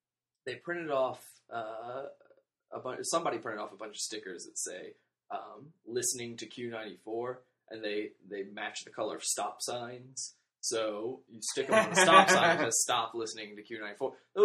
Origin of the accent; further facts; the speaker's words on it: Richmond, Virginia, United States; My hometown, Richmond, Virginia, there's a radio station.